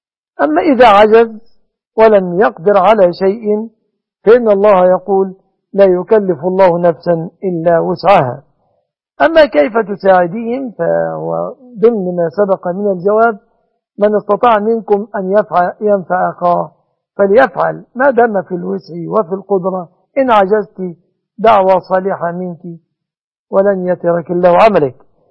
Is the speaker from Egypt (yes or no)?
yes; Egypt; وأسأل الله أن يصلح أحوال بلادنا مصر وبلاد المسلمين